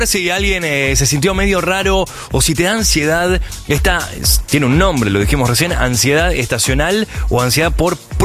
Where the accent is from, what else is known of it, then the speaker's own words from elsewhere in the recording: Argentina; Somos argentinos.